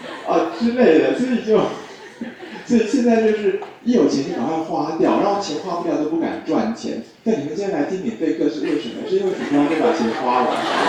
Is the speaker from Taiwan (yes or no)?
yes; Taiwan; 就我们台湾人理解事情的角度